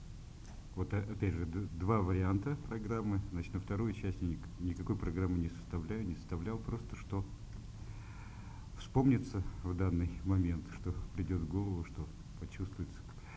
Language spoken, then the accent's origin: Russian; Moscow Oblast, Russia; born there; ровно через 20 дней исполнится 54 года. Родился я в Подмосковье.